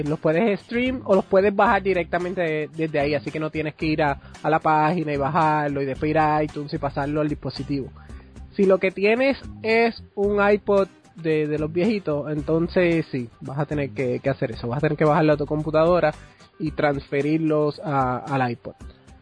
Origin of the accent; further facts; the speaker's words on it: Puerto Rico; now in Minnesota, United States; yo vivo en Minnesota, pero nací y crecí en Puerto Rico.